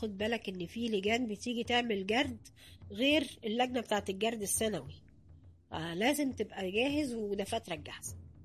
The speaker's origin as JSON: {"language": "Arabic", "region": "Upper Egypt", "country": "Egypt", "said": "عشان أنا صعيدي أصلا زي أهل البلد ما كانش فيه حاجز يعني بيني وبين الناس"}